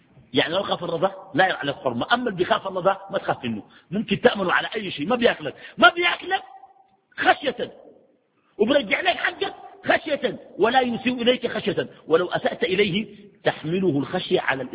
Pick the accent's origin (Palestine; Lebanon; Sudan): Sudan; ويجيك والله في السودان عندنا جلسة